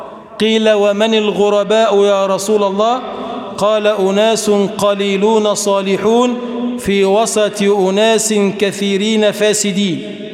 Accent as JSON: {"language": "Arabic", "country": "Egypt", "said": "اللهم اجعل بلدنا مصر بلدًا آمنًا مطمئنًا"}